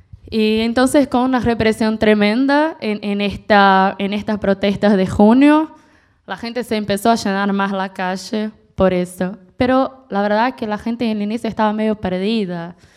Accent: Brazil; Spanish is a second language; now in Buenos Aires, Argentina; somos brasileños de izquierda en Buenos Aires.

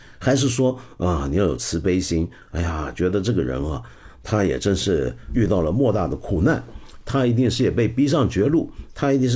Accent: Taiwan; 我是打小时候在台湾，当年念初中的时候，那个时候台湾的这个戒严制度底下的教育啊

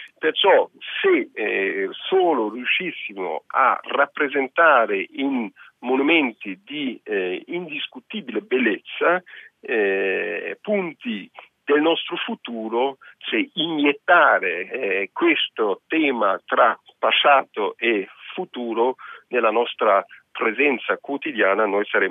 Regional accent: Germany; Italian is a second language; Ecco, io non cito da buon tedesco, non voglio citare subito la Germania

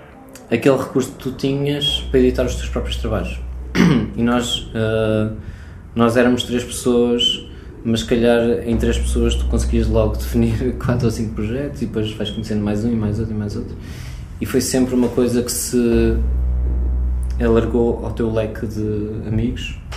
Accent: Leiria, Portugal; now in Porto, Portugal; Eu vim de Leiria, quando cheguei ao Porto vinha com mais umas pessoas de Leiria

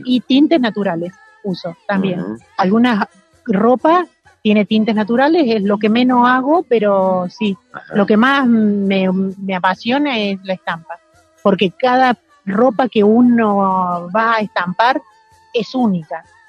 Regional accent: Córdoba, Argentina; De Córdoba capital.

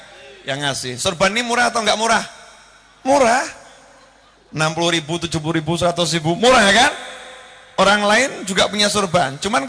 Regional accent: Indonesia; kita orang Indonesia ngerti

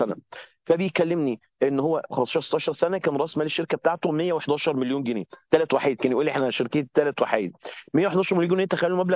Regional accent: Egypt; فبكلمه ازيك واخبارك ايه واحنا مصريين ومش عارف ايه

